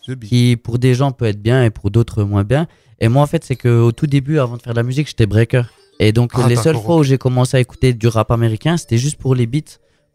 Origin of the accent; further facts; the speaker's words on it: Colombia; Non, mais c'est pas parce que je viens de Colombie que je vais finir ma vie en Colombie.